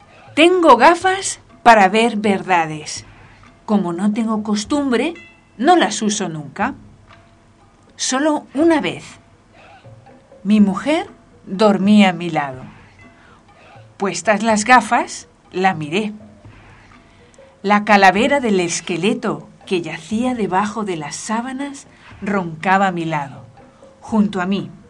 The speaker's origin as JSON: {"language": "Spanish", "town": "Barcelona", "region": "Catalonia", "country": "Spain", "also_born_or_lived": "Paris, France", "moved": "yes", "said": "Vengo de Barcelona, estuve viviendo unos años en París"}